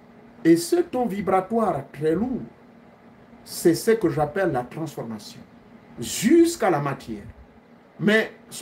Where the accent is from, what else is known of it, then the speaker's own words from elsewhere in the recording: Gabon; Moussaro, on l'appelle chez nous au Gabon.